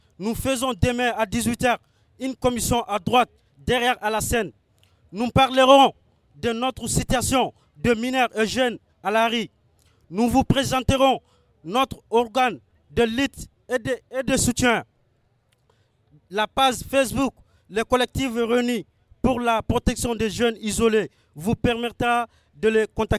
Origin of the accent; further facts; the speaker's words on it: Mali; now in Paris, France; je suis malien, je suis un jeune étranger isolé.